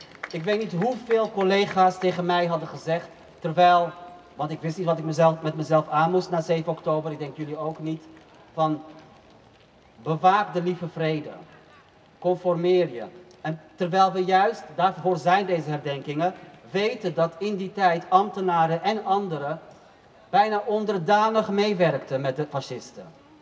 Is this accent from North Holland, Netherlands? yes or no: yes; Amsterdam, North Holland, Netherlands; Ik ben opgegroeid in Stadsdeel Nieuw-West.